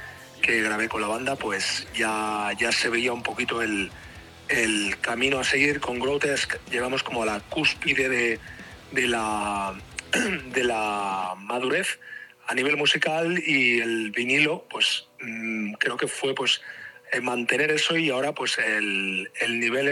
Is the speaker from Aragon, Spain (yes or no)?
no; Tarragona, Catalonia, Spain; Tanto batería como yo somos de Tarragona